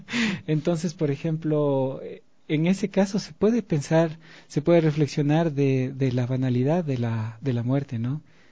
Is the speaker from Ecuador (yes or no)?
yes; Ecuador; aquí en mi país, porque claro, allá en España se conoció